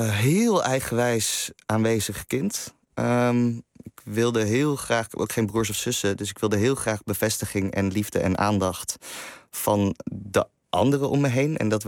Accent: Amsterdam, North Holland, Netherlands; also born or lived in Limburg; Maar als je als Amsterdammer met kunstouders op een middelbare school waar iedereen maar normaal moet doen

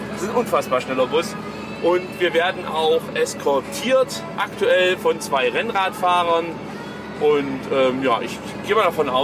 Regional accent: Netherlands; German is a second language; Ich bin ja Holländer und kultiviert sprechen ist bei uns noch nicht so richtig angekommen.

